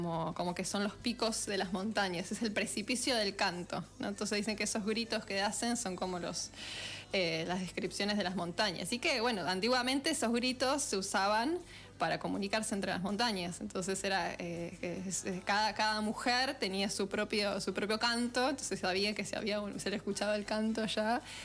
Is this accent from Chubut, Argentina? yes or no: no; Buenos Aires, Argentina; yo no soy porteña, pero crecí en Buenos Aires, entonces no conocía ni la música, ni la cultura, ni nada.